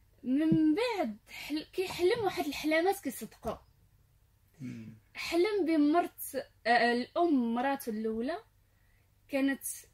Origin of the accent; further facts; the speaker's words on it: Morocco; ملي طلعنا حنايا من هنايا من المغرب